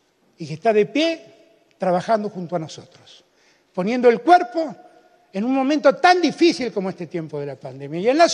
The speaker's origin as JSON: {"language": "Spanish", "region": "Buenos Aires", "country": "Argentina", "said": "O que soy porteño, tal vez, tal vez."}